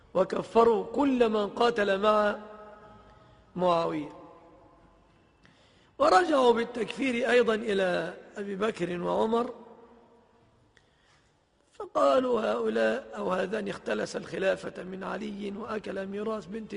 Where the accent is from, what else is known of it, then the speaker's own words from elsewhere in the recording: Egypt; ففي بلادنا مصر